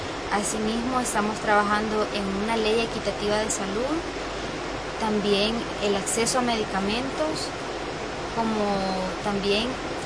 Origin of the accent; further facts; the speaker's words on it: El Salvador; soy de El Salvador